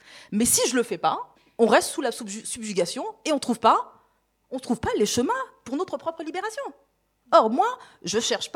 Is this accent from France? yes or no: yes; France; j'ai grandi en France